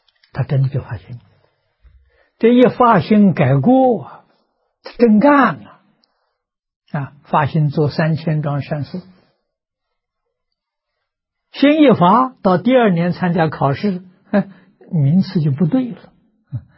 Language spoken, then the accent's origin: Chinese; China; 我们中国人讲期，三个期，三期21年，一点都不假了。